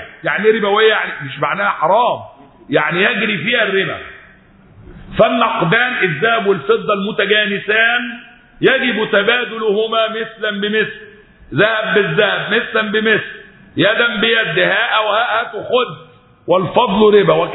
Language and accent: Arabic; Egypt; فعلا احنا في الفترة الأخيرة لما ارتفع وانخفض عندنا في مصر ايه اللي حصل؟